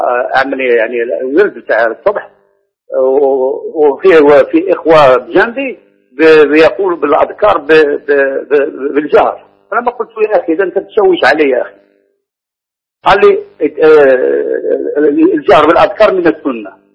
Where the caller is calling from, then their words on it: Morocco; أنا من المغرب